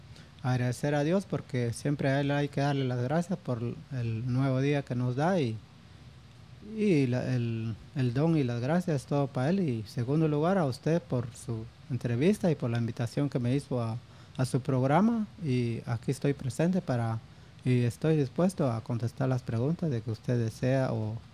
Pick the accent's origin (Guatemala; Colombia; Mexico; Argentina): Guatemala; Petén; es un orgullo poder representar a mi pueblo y por qué no decir a Petén